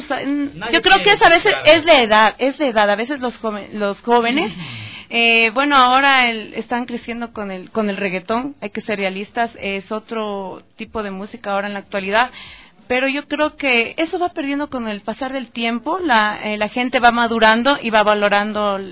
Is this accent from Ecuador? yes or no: yes; Ecuador; porque yo creo que como un ecuatoriano debería conocer lo que es la música ecuatoriana